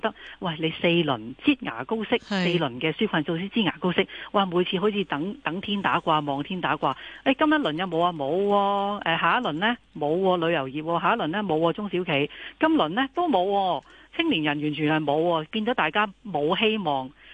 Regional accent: Hong Kong; 帮我们年轻人，帮我们香港人重燃希望

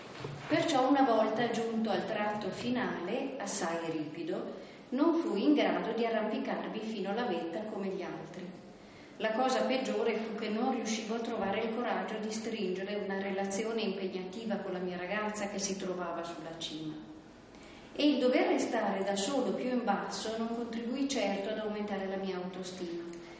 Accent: Lüsen, Trentino-Alto Adige, Italy; non lontano da Luzon, il mio paese natale nei dintorni di Bressanone.

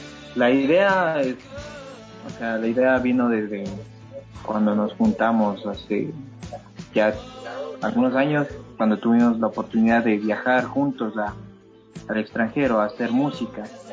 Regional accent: Ecuador; y que somos ecuatorianos en total

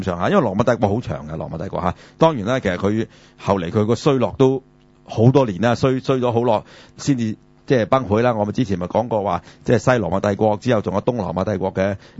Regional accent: China; 冇錯啦，呢個我哋中國人係最引以為傲㗎嘛。

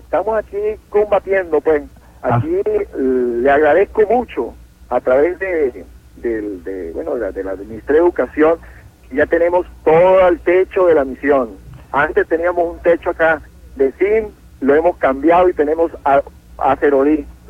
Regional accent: Palmira, Táchira, Venezuela; Yo soy de Palmira, estado Táchira.

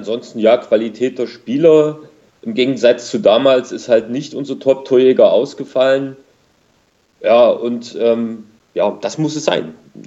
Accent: East Germany, Germany; so als Ostdeutsche

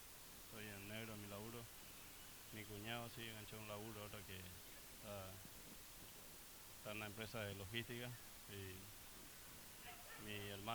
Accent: Paraguay; now in Argentina

